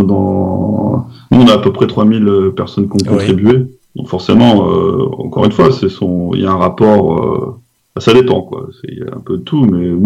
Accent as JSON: {"language": "French", "country": "France", "said": "Vu qu'on est français, il y a d'autres choses qui rentrent en jeu"}